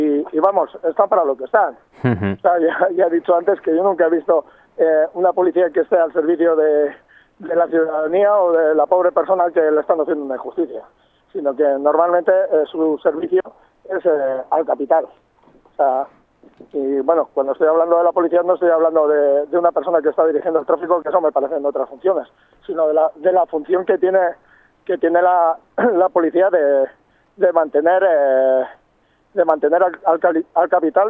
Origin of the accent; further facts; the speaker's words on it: Basauri, Basque Country, Spain; Yo soy basauritarra, soy de Basauri.